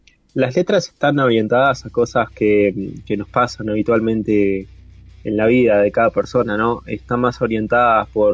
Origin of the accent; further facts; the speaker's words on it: Montevideo, Uruguay; somos de Montevideo, Uruguay. Ya hace varios años estamos en la escena uruguaya metalera